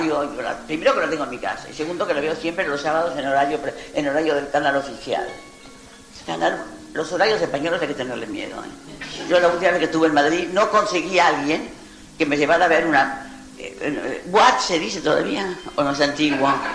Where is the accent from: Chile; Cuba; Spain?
Cuba; No, soy cubano. Y esta película la vi en La Habana